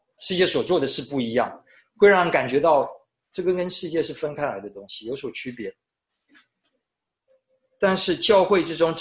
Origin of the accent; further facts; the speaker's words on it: Taiwan; 我觉得我小时候在台湾的时候，好像很多人到我们家包水饺